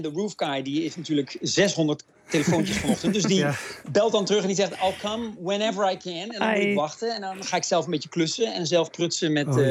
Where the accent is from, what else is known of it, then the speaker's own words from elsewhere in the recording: Netherlands; En ik ben dan als Nederlander misschien wat nuchter en denk van, nou, zo'n storm, dat zal wel meevallen, zo'n stormpje. En dan is het toch, dit soort stormen hebben we niet in Nederland.